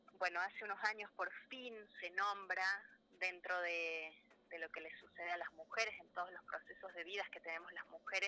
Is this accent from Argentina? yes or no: yes; Córdoba, Argentina; yo vivo hace ya 20 años en Huerta, soy bien cordobesa, pero vivo en Huerta Grande hace 20.